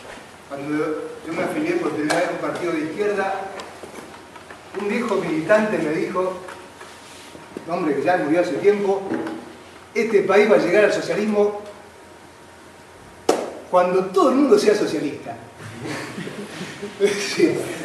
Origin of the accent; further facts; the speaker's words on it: Argentina; generalmente se vive en nuestra sociedad como argentinos